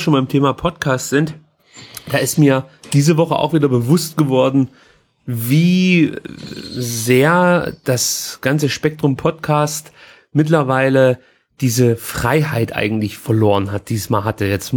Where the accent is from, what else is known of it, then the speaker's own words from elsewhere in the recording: East Germany, Germany; bei uns in der DDR hieß das Hort